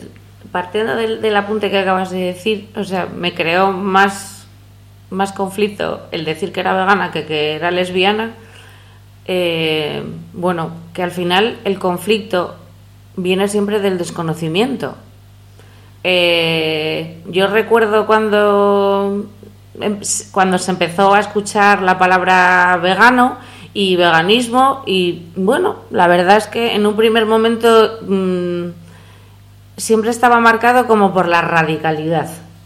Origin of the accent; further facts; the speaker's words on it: Asturias, Spain; born there; yo soy asturiana de nacimiento, de padre asturiano y madre toledana.